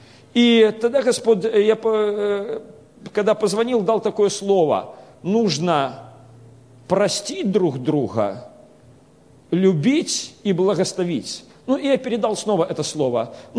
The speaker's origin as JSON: {"language": "Russian", "country": "Belarus", "said": "Я сам по национальности белорус, но большинство у нас в Беларуси разговаривает на русском языке."}